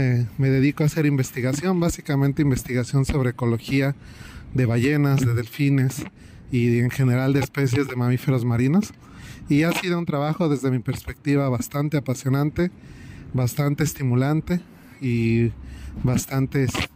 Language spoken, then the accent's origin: Spanish; State of Mexico, Mexico; bueno, yo nací en Ciudad de México y desde muy pequeño, a la edad de 4 años, me mudé al Estado de México